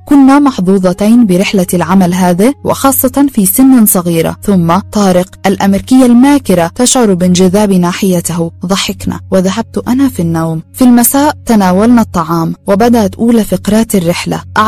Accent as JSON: {"language": "Arabic", "region": "Nile Delta", "country": "Egypt", "tie": "born or raised there", "said": "ونحن ذاهبان لبلدتنا في دلتا مصر"}